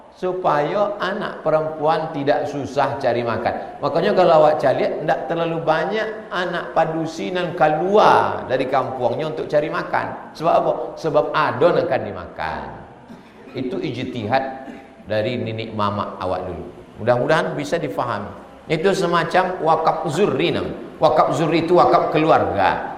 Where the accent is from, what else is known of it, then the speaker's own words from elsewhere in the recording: West Sumatra, Indonesia; Saya orang Minang, punya anak laki-laki dan perempuan.